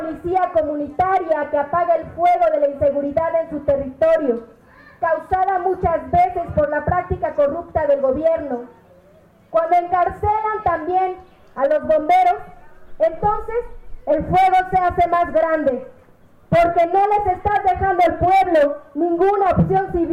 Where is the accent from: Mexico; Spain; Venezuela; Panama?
Mexico; Puebla; veo como poblano que la CNDH recomienda al gobierno de Moreno Valle